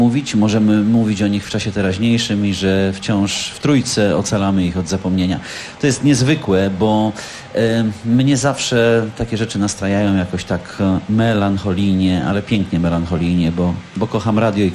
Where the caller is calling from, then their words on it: Kobyłka, Masovian Voivodeship, Poland; Tak, ja z Kobyłki